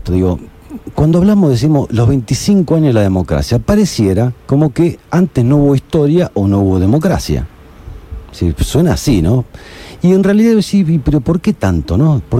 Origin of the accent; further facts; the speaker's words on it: Argentina; ¿viste cómo somos de Argentina?